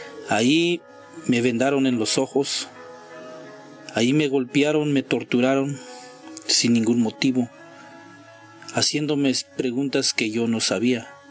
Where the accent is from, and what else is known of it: San Juan Chamula, Chiapas, Mexico; born or raised there; first language Tzotzil; Spanish is a second language